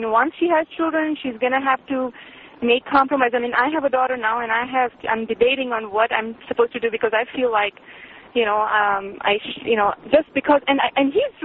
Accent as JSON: {"language": "English", "country": "India", "said": "I'm from India"}